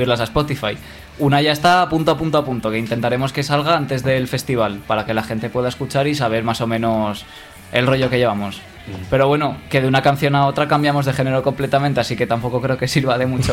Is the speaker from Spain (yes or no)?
yes; Huesca, Aragon, Spain; Pues no, creo que solo el cantante y yo somos de Huesca.